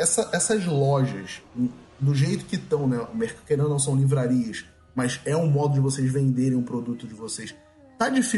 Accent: Rio de Janeiro, Brazil; eu nunca vi o produto de vocês, pelo menos eu sou do Rio

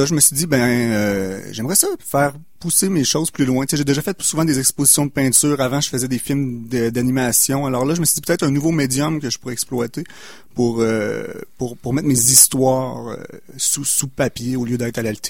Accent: Quebec, Canada; j'ai quitté le Québec pour une couple d'années. Là, quand je suis revenu en 2010 au Québec

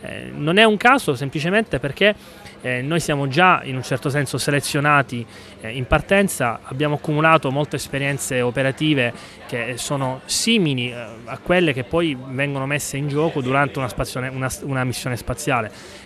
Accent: Catania, Sicily, Italy; Sono siciliano di Catania.

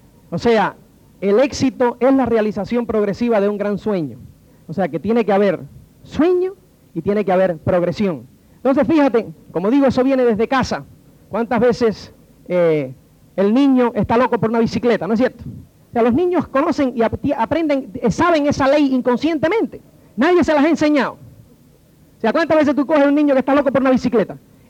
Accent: Cuba; Yo nací en Cuba en el año 1960.

